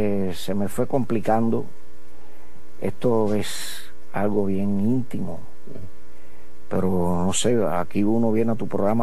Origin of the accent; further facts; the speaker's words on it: Santiago de Cuba, Cuba; Yo vine de Santiago de Cuba con un maletín que traía 2 pantalones, 3 camisas y 28 pesos en el bolsillo.